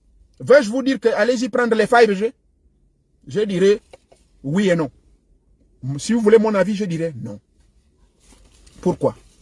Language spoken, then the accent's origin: French; Gabon; il y a même une qu'on a pris chez nous au Gabon